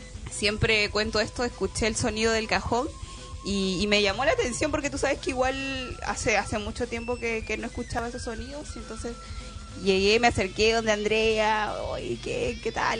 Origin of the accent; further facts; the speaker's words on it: Chincha, Ica, Peru; yo vengo de Chincha. Chincha, cuna de campeones, amigos.